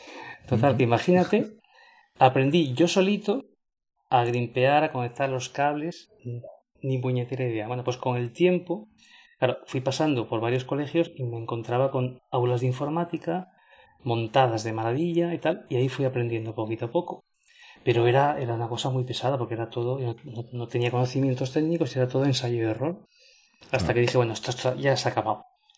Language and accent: Spanish; Asturias, Spain; moved away as an adult; now in Valencian Community, Spain; Soy asturiano, pero como no había trabajo, me vine aquí a la Comunidad Valenciana